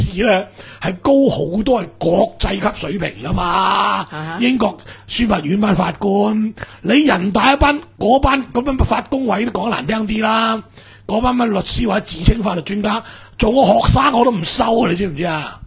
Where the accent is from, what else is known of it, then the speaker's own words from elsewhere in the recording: Hong Kong; 咁點解以前第四審，我哋香港人就心甘情願可以咁咧？